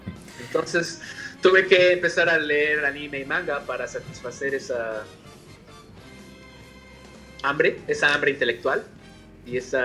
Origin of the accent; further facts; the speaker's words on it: Mexico; yo me crié en Latinoamérica, en México específicamente